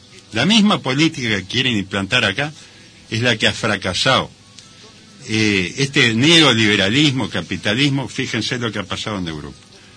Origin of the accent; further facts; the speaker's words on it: Cerro Largo, Uruguay; also born or lived in Montevideo; now in La Paz, Uruguay; Soy oriundo de Cerro Largo, hace mucho tiempo que vivo acá en La Paz, viví en Montevideo, en distintos barrios. A manera de presentación, quiero decir que soy uruguayo